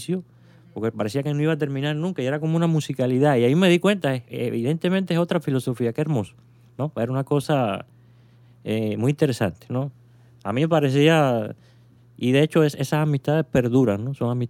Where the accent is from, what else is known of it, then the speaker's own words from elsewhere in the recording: Cuba; accent: Cuban; moved away; Ya con 10 años aquí, era para que a lo mejor mi acento hubiera variado, ¿no? Pero yo no me dejo. Y no es porque no lo quiera, es porque parece que por naturaleza no acepto, o sea, me sigo manteniendo muy cubano